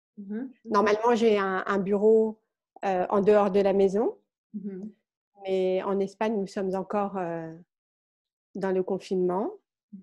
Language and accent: French; France; now in Barcelona, Spain; et je suis française. Je vis à Barcelone